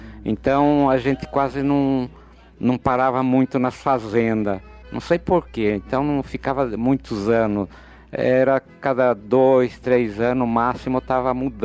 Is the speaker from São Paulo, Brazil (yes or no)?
yes; Botucatu, São Paulo, Brazil; also born or lived in São Manuel; E então nós somos da roça, fomos criados em São Manuel e Botucatu também, mas não na cidade. Uma fazenda pertencia a Botucatu, onde … nasceu, que sou eu.